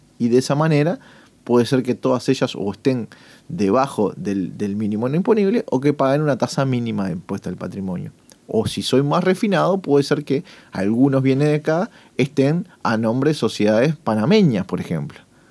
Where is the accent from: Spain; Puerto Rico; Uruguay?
Uruguay; yo soy uruguayo